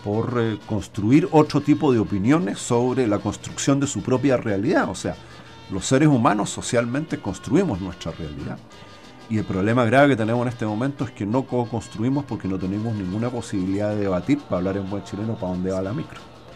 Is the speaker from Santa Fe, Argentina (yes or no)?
no; Buenos Aires, Argentina; yo creo que esos son los temas sobre los cuales nosotros podríamos, como porteños, interpelar